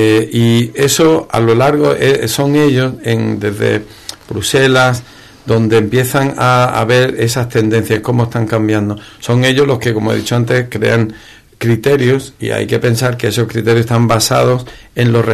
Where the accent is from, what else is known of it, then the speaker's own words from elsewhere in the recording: Ubrique, Andalusia, Spain; yo soy ubriqueño, soy andaluz, soy español